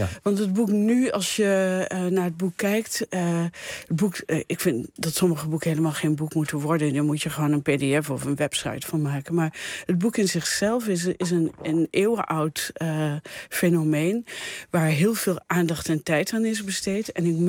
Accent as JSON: {"language": "Dutch", "country": "Netherlands", "said": "Nou, ik was eerst artist in residence in de American Academy in Rome. En dus als Nederlander in deze fantastische omgeving."}